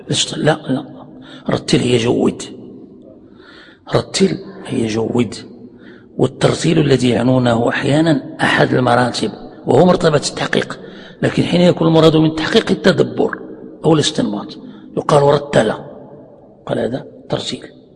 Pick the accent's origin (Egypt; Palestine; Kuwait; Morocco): Morocco; يعني عندنا في المغرب يعني معروف هذا